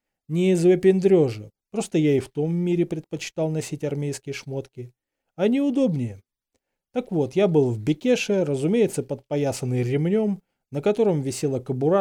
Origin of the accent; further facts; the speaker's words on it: Saint Petersburg, Russia; Я, как коренной петербуржец, всегда недолюбливал Москву.